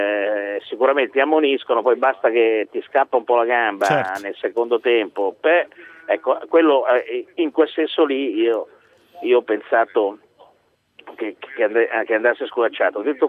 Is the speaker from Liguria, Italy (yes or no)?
yes; Liguria, Italy; visto che io sono ligure